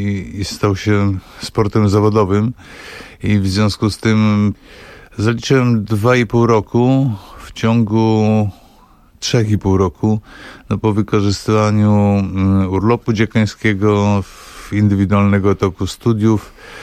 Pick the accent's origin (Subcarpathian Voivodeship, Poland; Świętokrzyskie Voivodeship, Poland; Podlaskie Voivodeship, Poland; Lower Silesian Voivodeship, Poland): Lower Silesian Voivodeship, Poland; Bystrzyca Kłodzka; moved away as an adult; also born or lived in Wrocław; now in Warsaw, Poland; ja jestem z Dolnego Śląska, to znaczy urodziłem się we Wrocławiu, natomiast przyznaję się do Bystrzycy Kłodzkiej, bo tam właściwie no, spędziłem wczesną młodość i właściwie no, też kończyłem szkołę podstawową i później ogólniak. I dopiero w 1986 roku przeprowadziłem się do Warszawy ze względu na studia.